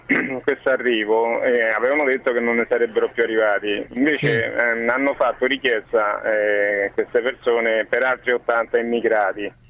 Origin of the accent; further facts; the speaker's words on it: Rome, Lazio, Italy; now in Anzio, Italy; Io sono da Roma.